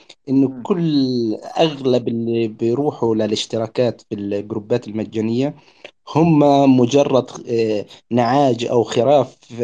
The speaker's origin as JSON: {"language": "Arabic", "town": "Gaza", "region": "Gaza Strip", "country": "Palestine", "said": "انا من غزة."}